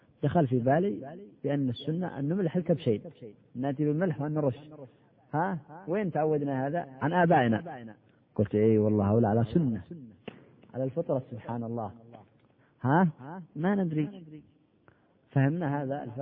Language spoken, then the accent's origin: Arabic; Al Bayda Governorate, Yemen; عندنا في اليمن في البيضاء الناس عندهم عادة